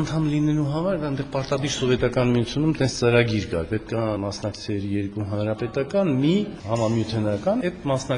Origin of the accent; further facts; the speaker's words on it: Yerevan, Armenia; ես քանի որ ստեղից եմ, ասենք Երևանում եմ ծածում, Երևանն եմ սիրում, ճաշի որ ավելի շատ Երևանցի եմ, ասենք ստեղ չեմ ապրել, միշտ եկել եմ ամռանը երեխա ժամանակից